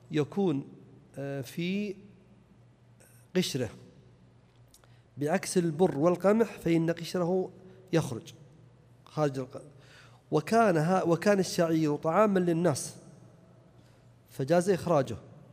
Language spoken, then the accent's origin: Arabic; Najd, Saudi Arabia; فإذا كان الناس لا يأكلونه كما عندنا في نجد وأظن أكثر البلدان كذلك